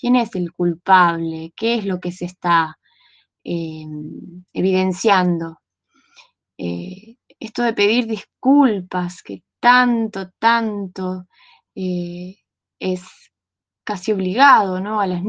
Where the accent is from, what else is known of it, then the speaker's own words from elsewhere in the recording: Las Lajas, Neuquén, Argentina; de Las Lajas, provincia de Neuquén.